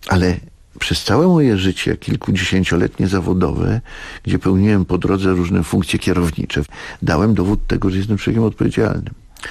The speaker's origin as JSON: {"language": "Polish", "region": "Masovian Voivodeship", "country": "Poland", "tie": "born or raised there", "said": "bo ja jestem chłopakiem ze Starówki"}